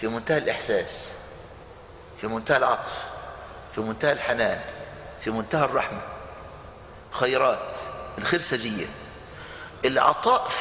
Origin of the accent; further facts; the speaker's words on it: Egypt; المانجا عندنا في مصر